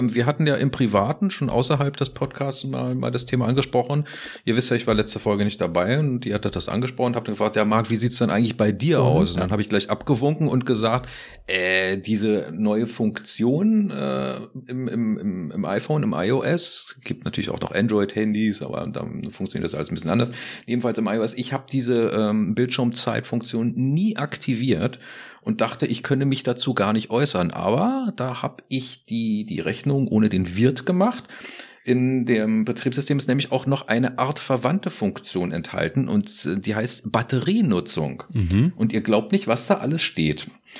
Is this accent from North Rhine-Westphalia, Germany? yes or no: no; Berlin, Germany; als Berliner kannst du ja nirgendwo mal hin